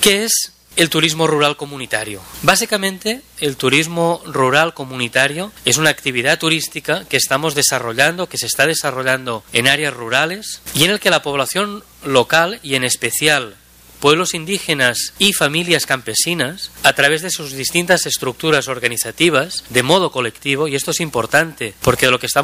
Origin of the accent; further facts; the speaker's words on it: Catalonia, Spain; yo como español o catalán